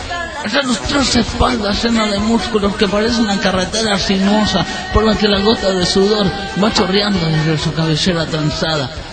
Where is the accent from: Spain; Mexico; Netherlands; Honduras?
Netherlands; ustedes pero saben que Argentina salió campeón sub-20 en el mundial que se jugó en mi país.